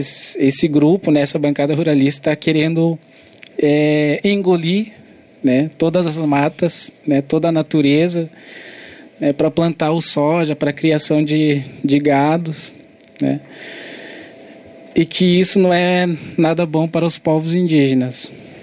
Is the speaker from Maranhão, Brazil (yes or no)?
no; Rio Grande do Sul, Brazil; sou do povo Caigangue. A minha aldeia fica no Norte Gaúcho. Né, que fica, a aldeia, o nome da aldeia é Rio da Várzea.